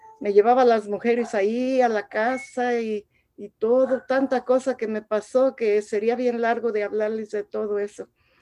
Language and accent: Spanish; Tangancícuaro, Michoacán, Mexico; soy de México, de Michoacán, de un pueblito que se llama Tangancícuaro, Michoacán, que tiene un lago muy hermoso que es Camécuaro.